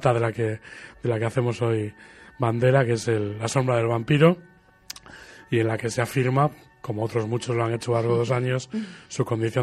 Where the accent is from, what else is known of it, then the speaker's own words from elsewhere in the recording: Santander, Cantabria, Spain; se ha centrado en esta, mi ciudad natal. Evidentemente tienes ventajas e inconvenientes, sí, pero vamos, mis movimientos ahora mismo están bastante centrados en lo que ocurre en el acontecer habitual de Santander